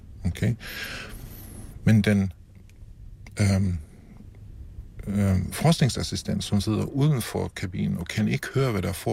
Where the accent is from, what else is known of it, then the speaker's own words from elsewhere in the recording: Germany; Danish is a second language; Og det gælder også mig som tysker, at vi har bibeholdt vores evner